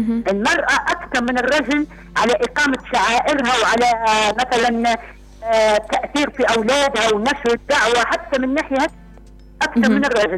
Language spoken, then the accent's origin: Arabic; Syria; عدد الإناث عندنا في سوريا كلها